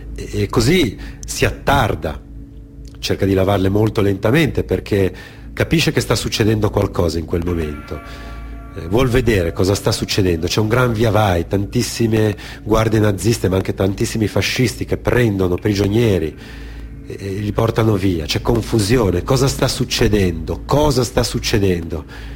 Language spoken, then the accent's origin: Italian; Genoa, Liguria, Italy; Io sono genovese